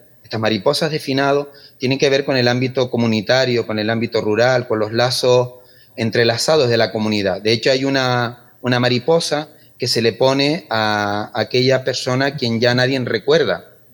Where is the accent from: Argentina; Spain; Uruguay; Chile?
Spain; Valle Guerra, Canary Islands; mi familia, yo nací, mi infancia es en Valle Guerra, pero yo vengo aquí al sur y soy hijo adoptado de Igara. A partir de los 15, de los 12, 13 años ya me vine para acá, ¿no? Y bueno, soy un sureño, un mago